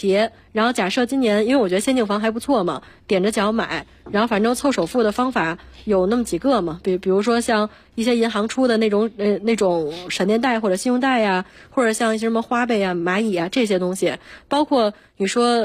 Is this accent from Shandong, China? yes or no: no; Beijing, China; 因为我是北京人嘛，就不需要租房